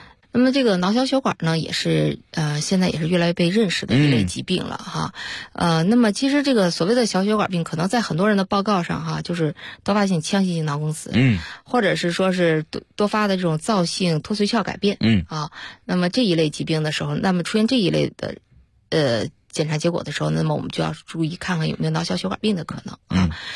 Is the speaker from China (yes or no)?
yes; China; 因为我们中国人的这个，我们中国人包括我们咱们日本呀、韩国呀、这些亚洲人